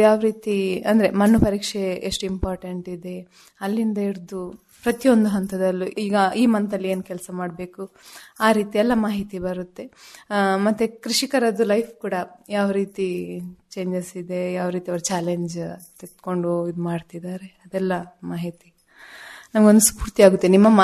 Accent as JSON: {"language": "Kannada", "town": "Mangaluru", "region": "Karnataka", "country": "India", "tie": "born or raised there", "moved": "as an adult", "lives_now": "Hassan, India", "said": "ನಮ್ದು ಹುಟ್ಟೂರು ಮಂಗಳೂರು. ಮಂಗಳೂರಲ್ಲಿ 5 ವರ್ಷ ಇದ್ವಿ ನಾವು ಮದುವೆ ಆದ ನಂತರ. ನಂತರ ಇಲ್ಲಿ ಡಿವೈಡ್ ಆದ್ಮೇಲೆ ನಾವು ಇಲ್ಲಿಗೆ ಬಂದು ಈಗ ಕೃಷಿ ಮಾಡ್ತಿದ್ವಿ."}